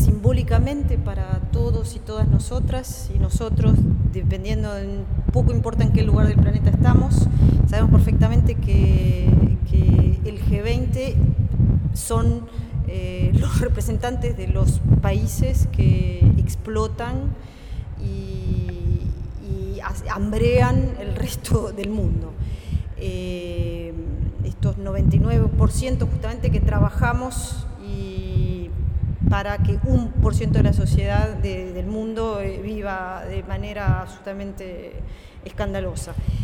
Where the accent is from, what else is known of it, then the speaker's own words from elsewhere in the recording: France; Spanish is a second language; yo vengo de Francia